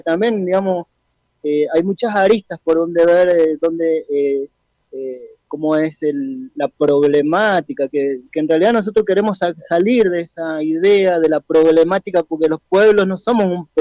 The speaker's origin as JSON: {"language": "Spanish", "town": "Malargüe", "region": "Mendoza", "country": "Argentina", "tie": "born or raised there", "said": "soy nacido y criado acá en Malargüe"}